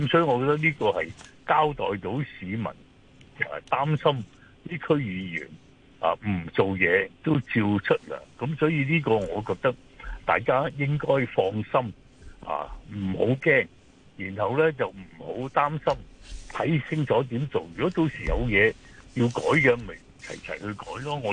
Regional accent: Hong Kong

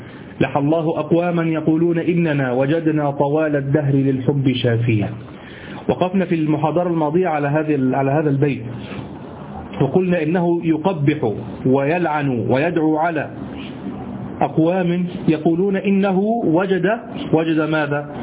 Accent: Egypt; هو الذي يعرف عندنا في مصر السديري، الصاد هو طبعا، لكن نحن نقول سديري

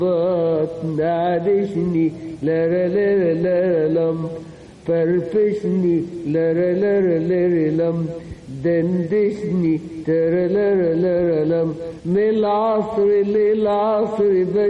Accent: Upper Egypt, Egypt; now in Cairo, Egypt; وانا كنت جاي من الصعيد

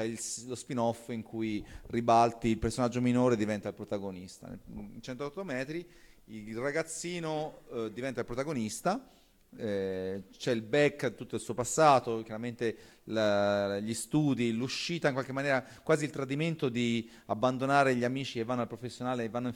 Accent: Piombino, Tuscany, Italy; born there; io sono nato a Piombino e non è una scelta casuale

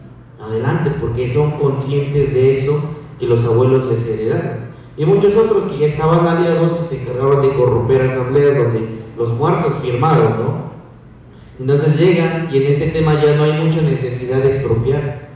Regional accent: Tepetlaoxtoc, State of Mexico, Mexico; yo no soy de Atenco, soy de Tepetlostoc, una comunidad de la montaña

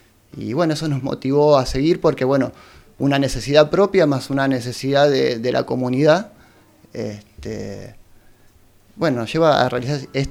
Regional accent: Moreno, Buenos Aires Province, Argentina; Venimos del conurbano profundo, venimos de Moreno, de la zona oeste, sí, de la provincia de Buenos Aires.

